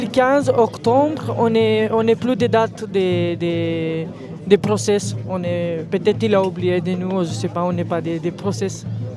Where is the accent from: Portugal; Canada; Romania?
Romania; French is a second language; moved away as an adult; now in France; je suis en France depuis 4 ans. Et je suis ici, j'ai arrivé ici, j'ai fini ma école en Roumanie, j'ai arrivé ici pour travailler